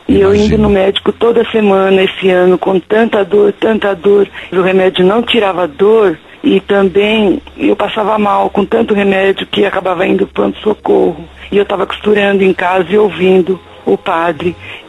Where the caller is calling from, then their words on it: Nova Serrana, Minas Gerais, Brazil; moro em Nova Serrana, Minas Gerais.